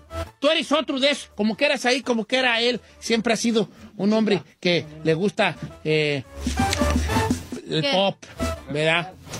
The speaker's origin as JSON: {"language": "Spanish", "country": "Mexico", "said": "¿cuántos somos mexicanos aquí?"}